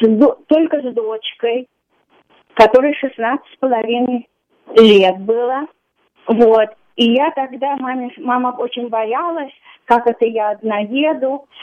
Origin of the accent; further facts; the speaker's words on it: Russia; moved away as an adult; Я выехала из России в конце 78-го года